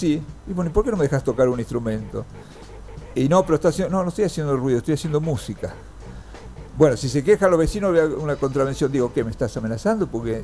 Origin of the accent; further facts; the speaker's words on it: Junín, Buenos Aires Province, Argentina; also born or lived in Rawson; cuando empecé la escuela secundaria nos mudamos a Junín. Estuve 5 años en Junín, que hicimos la escuela secundaria, después ya me vine a Buenos Aires.